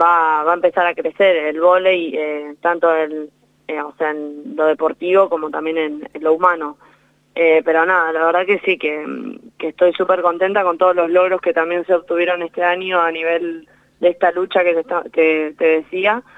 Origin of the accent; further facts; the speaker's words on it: Trenel, La Pampa, Argentina; justo llegué un día antes de que se declarara la cuarentena general en el país, a La Pampa, a mi pueblo Trenel